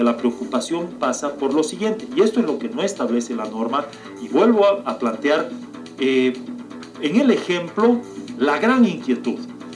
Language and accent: Spanish; Bolivia; Yo, como ciudadano boliviano, mi voto vale